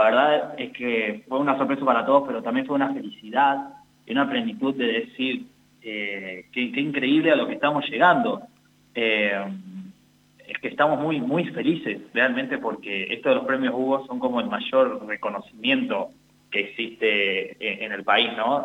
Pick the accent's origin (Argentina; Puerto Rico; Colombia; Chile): Argentina; Santa Isabel, La Pampa; now in Santa Rosa, Argentina; yo cuando vine acá a Santa Rosa, originalmente yo soy de Santa Isabel, empecé a estudiar acá en la Universidad Nacional de La Pampa